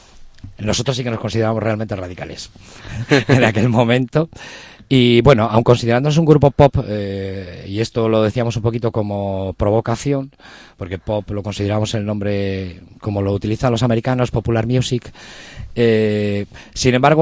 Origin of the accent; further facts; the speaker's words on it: Bilbao, Basque Country, Spain; en Bilbao tenemos fama de un poco brutitos, pero de palabra.